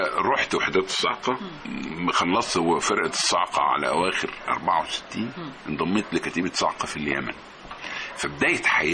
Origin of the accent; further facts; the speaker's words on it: Tanta, Gharbia, Egypt; انا كنت انا من طنطا، وكنت كنت كويس قوي في والد يعني من عيله تجار، وكنت في كليه التجاره في طنطا